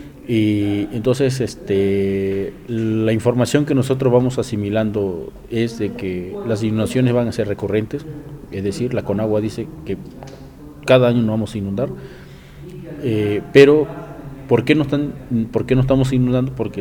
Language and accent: Spanish; Tabasco, Mexico; soy de Tabasco.